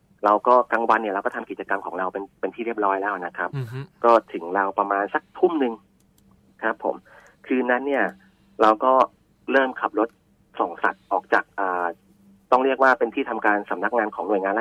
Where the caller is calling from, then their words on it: Bangkok, Thailand; ย่านเกษตรนวมินทร์ครับผม